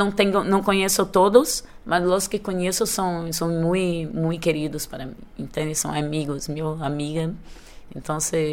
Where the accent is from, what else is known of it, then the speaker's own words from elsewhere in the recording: Rio de Janeiro, Brazil; Dancing Meyer, que é no Meyer, de onde vim. Minhas raízes estão no subúrbio do Rio de Janeiro.